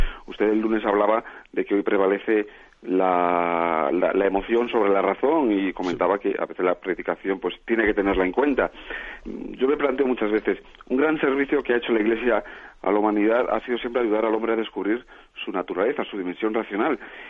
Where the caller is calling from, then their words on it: Madrid, Community of Madrid, Spain; soy de Madrid